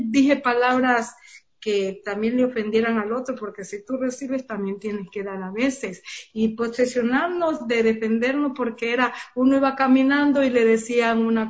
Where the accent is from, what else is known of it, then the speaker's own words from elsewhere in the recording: Esmeraldas, Ecuador; pues yo vine desde Esmeralda, yo también soy esmeraldeña.